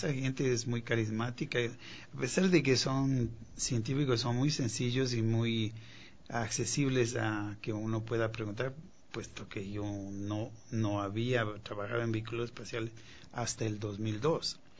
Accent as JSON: {"language": "Spanish", "town": "Quito", "region": "Pichincha", "country": "Ecuador", "tie": "born or raised there", "moved": "yes", "said": "Pues yo nací aquí, me crié en Quito y pues años después, desde el año 74 que salí de aquí"}